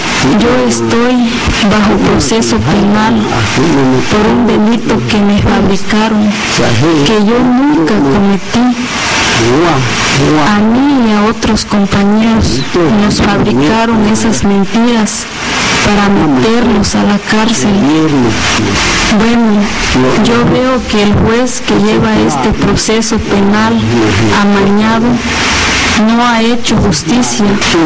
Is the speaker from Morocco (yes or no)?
no; Xochistlahuaca, Guerrero, Mexico; born there; Actualmente tengo 78 años. Nací en Sunja, Xochistlahuaca. Soy campesino.